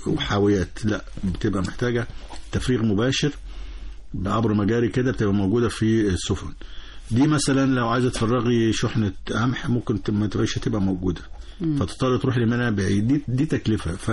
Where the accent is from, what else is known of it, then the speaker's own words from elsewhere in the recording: Egypt; إحنا هنا أبناء مصر،